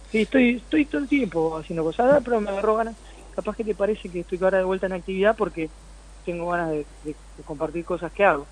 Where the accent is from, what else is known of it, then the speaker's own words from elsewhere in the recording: Campana, Buenos Aires Province, Argentina; se filmó donde yo me crié, en Campana, Lima, Otamendi, Zárate, por ahí.